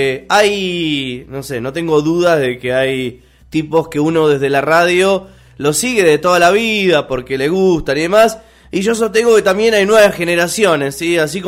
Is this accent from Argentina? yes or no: yes; Argentina; como argentinos incluso, nos sacamos ese karma de encima